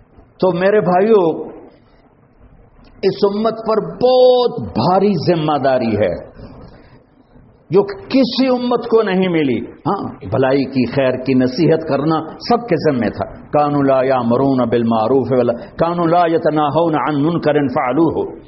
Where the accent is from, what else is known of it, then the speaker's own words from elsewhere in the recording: Tulamba, Punjab, Pakistan; ہمارا تلمبا قصبہ ہے, اس کے ساتھ میرا گاؤں ہے اور ایک لاکھ کی آبادی کا چھوٹا سا شہر ہے.